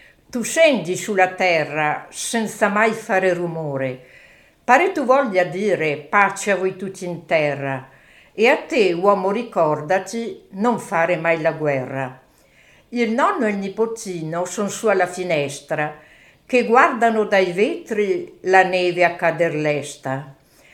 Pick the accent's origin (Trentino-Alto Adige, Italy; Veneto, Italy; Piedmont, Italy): Trentino-Alto Adige, Italy; Besenello; Sì, sono da Besenelle